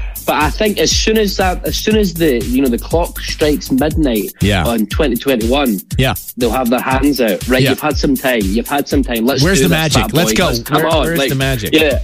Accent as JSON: {"language": "English", "region": "Scotland", "country": "United Kingdom", "said": "I am the Scottish"}